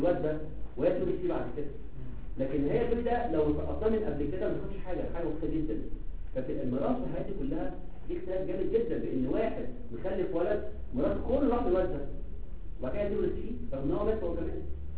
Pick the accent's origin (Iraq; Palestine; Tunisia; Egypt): Egypt; على فكره هذه الكلمه مش موجوده في مصر. احنا عندنا في مصر اسمها الليجال ابورشن